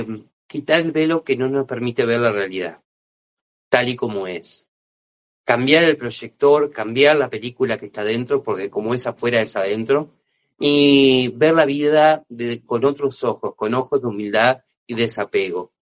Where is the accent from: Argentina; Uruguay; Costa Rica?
Uruguay; soy de aquí de Uruguay